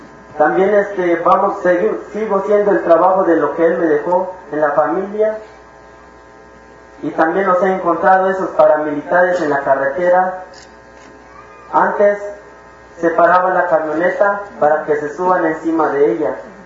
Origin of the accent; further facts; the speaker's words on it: La Realidad, Chiapas, Mexico; vengo del Caracol 1, La Realidad. Yo soy